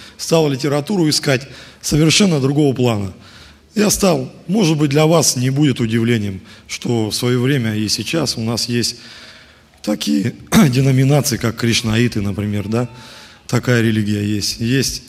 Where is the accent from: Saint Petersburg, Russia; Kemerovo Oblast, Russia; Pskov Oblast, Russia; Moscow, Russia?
Kemerovo Oblast, Russia; Mezhdurechensk; я из Междуреченска, руководитель молодежи.